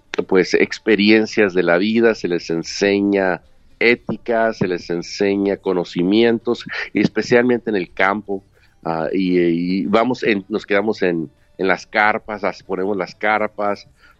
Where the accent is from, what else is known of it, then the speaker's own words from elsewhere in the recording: Mexico; also born or lived in Chicago; now in Los Angeles, United States; me casé con una mujer de mi pueblo, nos conocimos de jovencitos en México, en vacaciones los dos, y aunque yo vivía en Chicago y ella vivía en Los Ángeles, pues llegó el tiempo donde yo decidí mudarme a Los Ángeles